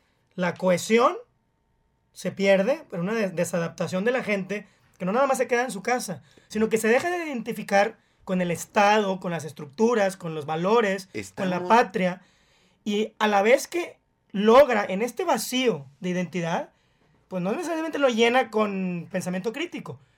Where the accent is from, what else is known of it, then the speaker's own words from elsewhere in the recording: Mexico; que es originalmente para qué nos juntamos como mexicanos